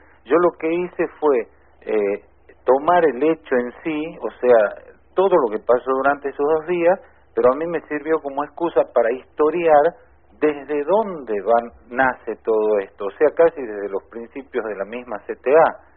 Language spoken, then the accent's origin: Spanish; Jujuy, Argentina; moved away as an adult; also born or lived in London, United Kingdom; Yo soy jujeño de nacimiento, de crianza, y después la vida me ha llevado por todo el mundo. Viví muchísimos años en el exterior, incluso mi formación cinematográfica fue en Londres, en Inglaterra, pero nunca perdí el cordón umbilical con mi tierra, con mi identidad, ni siquiera la tonada